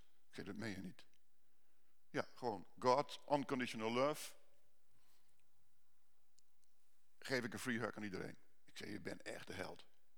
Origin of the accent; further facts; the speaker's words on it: Utrecht, Netherlands; Ik kom van Utrecht.